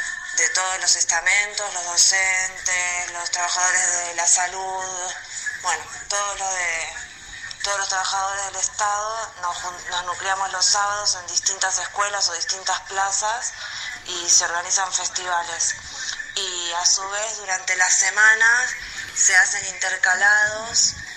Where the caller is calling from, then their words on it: Lago Puelo, Chubut, Argentina; las escuelas acá, por lo menos en Lago Puelo, no están en silencio, no están vacías.